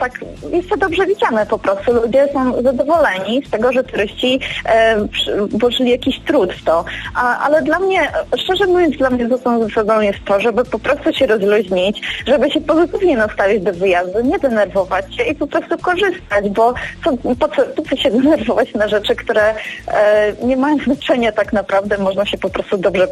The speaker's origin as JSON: {"language": "Polish", "town": "Kraków", "region": "Lesser Poland", "country": "Poland", "said": "ponieważ ja jestem z Krakowa"}